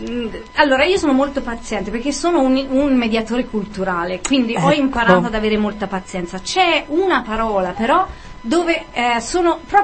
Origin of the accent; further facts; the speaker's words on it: Tuscany, Italy; Sono di vicino a Firenze, lo sentite dalla sci.